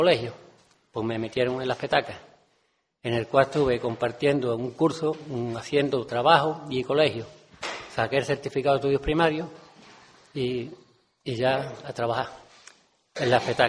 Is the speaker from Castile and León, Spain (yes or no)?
no; Benamahoma, Andalusia, Spain; a mi edad pues empezábamos muy temprano a trabajar, por necesidad. Yo soy de Benamahoma y entonces allí lo que había era campo